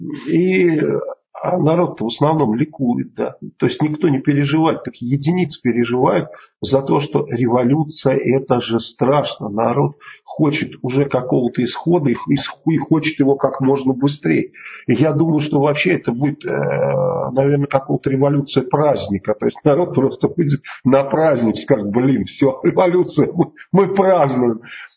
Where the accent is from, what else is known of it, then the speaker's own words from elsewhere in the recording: Bulgaria; Мы вообще из Болгарии, я болгарин, поэтому это нормальная фамилия для болгарина.